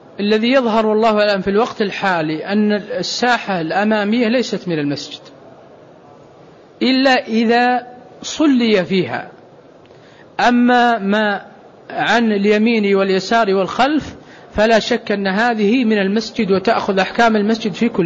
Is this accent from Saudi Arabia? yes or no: yes; Saudi Arabia; لكن أحيانا أنا ألاحظ عندنا في السعودية مثلا غالب الناس يتمتع